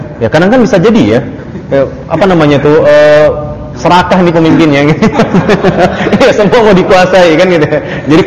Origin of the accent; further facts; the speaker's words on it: North Sumatra, Indonesia; Dan bagi saya Sumut adalah kampung saya, begitu.